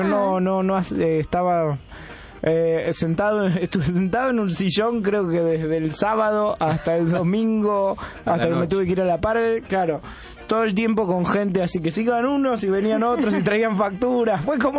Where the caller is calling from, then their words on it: Trelew, Chubut, Argentina; Sí, hola. De Trelew.